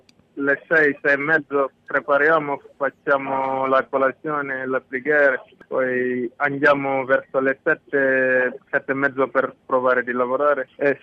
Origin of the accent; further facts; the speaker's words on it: Senegal; Italian is a second language; now in Italy; Io vengo dal Senegal.